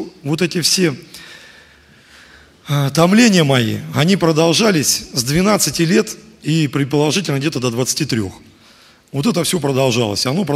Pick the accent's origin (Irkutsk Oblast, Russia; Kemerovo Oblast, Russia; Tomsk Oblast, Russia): Kemerovo Oblast, Russia; Mezhdurechensk; я из Междуреченска, руководитель молодежи.